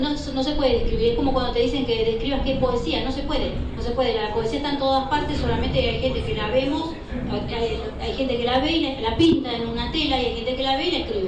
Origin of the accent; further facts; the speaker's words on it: La Plata, Buenos Aires Province, Argentina; soy de La Plata.